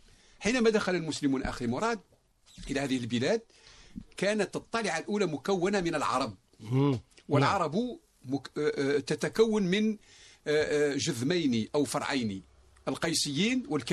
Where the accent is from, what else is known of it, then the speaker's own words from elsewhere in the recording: Morocco; مشهورة حتى عندنا في المغرب